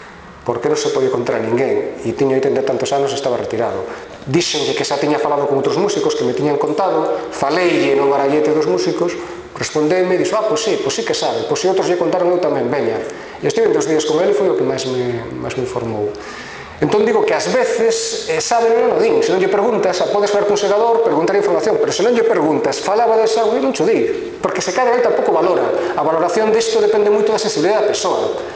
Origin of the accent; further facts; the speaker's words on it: Vigo, Galicia, Spain; also born or lived in Gomesende; eu son de Vigo, pero a miña familia é de Gomesende, eu morei varios anos en Gomesende, dei aulas en Rivadavia e moraba en Gomesende.